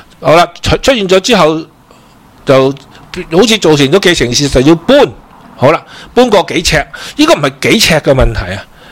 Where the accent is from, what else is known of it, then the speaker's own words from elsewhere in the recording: Macau; 因为我喺新潮区长大嘅